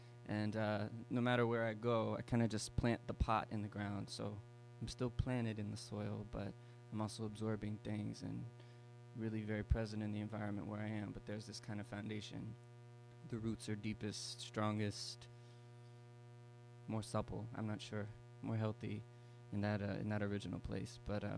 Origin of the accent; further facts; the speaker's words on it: Georgia, United States; And I've traveled around quite a bit outside of Georgia and lived in a number of places outside of my hometown.